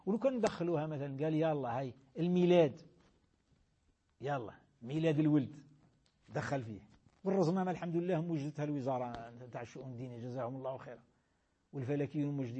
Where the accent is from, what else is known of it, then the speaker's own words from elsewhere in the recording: Algeria; احنا في بلادنا الجزائر بلاد الخير بلاد الإسلام